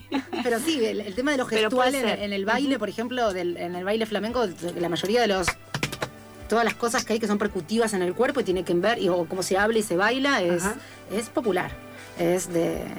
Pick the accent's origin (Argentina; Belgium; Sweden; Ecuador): Argentina; siendo argentina y bailando hace tantos años flamenco